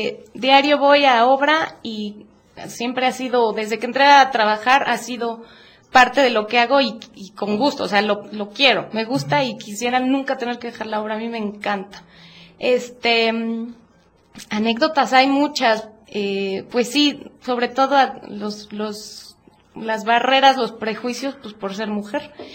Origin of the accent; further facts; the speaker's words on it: Puebla, Mexico; Yo soy poblana.